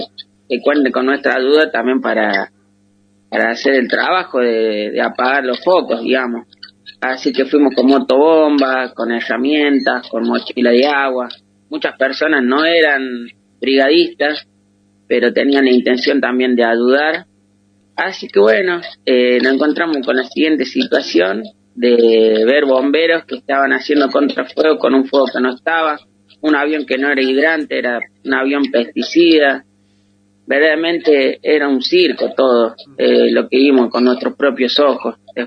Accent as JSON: {"language": "Spanish", "town": "San Marcos Sierra", "region": "Córdoba", "country": "Argentina", "said": "de San Marcos Sierra, un pueblito ubicado en Córdoba."}